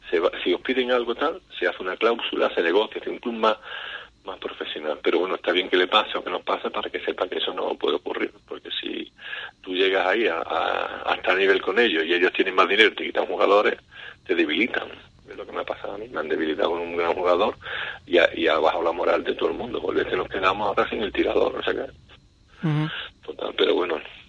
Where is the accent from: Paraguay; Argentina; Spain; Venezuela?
Spain; San Fernando, Andalusia; yo soy de San Fernando